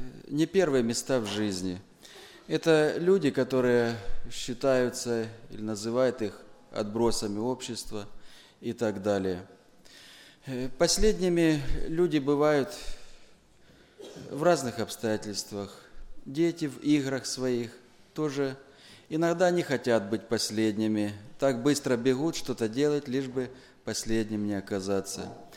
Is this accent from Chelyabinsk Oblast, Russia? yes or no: no; Timashevsk, Krasnodar Krai, Russia; я из Тимошевска.